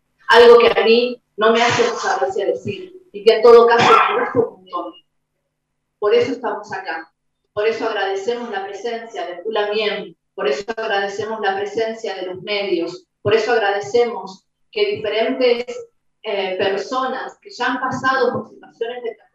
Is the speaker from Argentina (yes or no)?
yes; Argentina; Y que sepan los que no se hacen cargo de su propia identidad, porque acá no somos exclusivamente argentinos